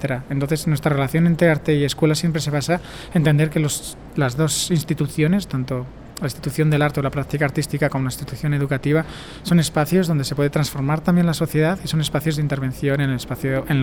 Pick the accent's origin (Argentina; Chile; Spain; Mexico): Spain; now in Barcelona, Spain; vengo de España, vivo en Barcelona